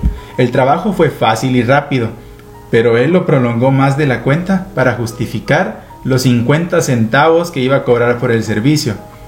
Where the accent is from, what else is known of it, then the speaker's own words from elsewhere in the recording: Guatemala; Es un libro que, como guatemaltecos, es bueno que lo tengamos.